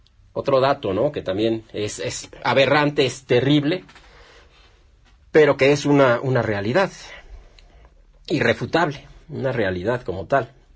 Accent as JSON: {"language": "Spanish", "country": "Mexico", "said": "que son nuestras principales fuentes de ingresos como mexicanos"}